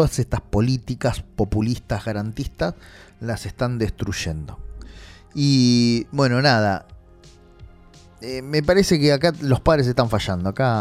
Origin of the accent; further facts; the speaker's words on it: Solano, Buenos Aires Province, Argentina; Yo soy de Solano, amo Solano, pero estoy viendo el deterioro que hay social